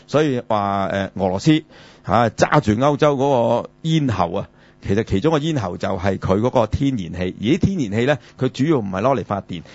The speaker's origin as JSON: {"language": "Cantonese", "country": "Hong Kong", "said": "我哋香港人呢其實係冇一個概念，因為我哋住喺亞熱帶呢"}